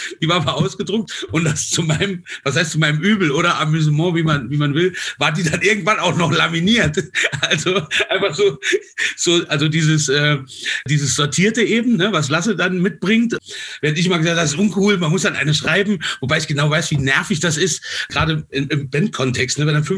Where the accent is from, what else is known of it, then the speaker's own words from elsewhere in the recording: Saarland, Germany; Ich bin ja aus dem Saarland